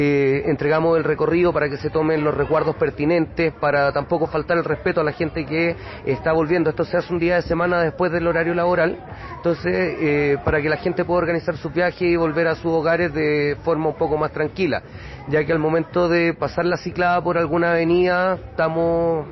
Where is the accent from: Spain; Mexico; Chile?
Chile; Santiago, Santiago Metropolitan Region; Bueno, vengo de Chile, de Santiago, la capital.